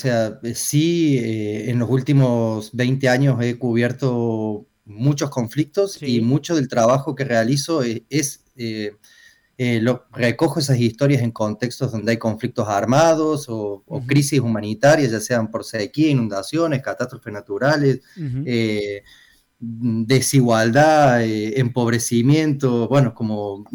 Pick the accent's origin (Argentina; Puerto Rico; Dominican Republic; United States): Argentina; Córdoba; accent: Cordoban; moved away as an adult; now in Barcelona, Spain; Y llevo desde el 2000, octubre del 2000, llegué el 12 de octubre del 2000 aquí a Barcelona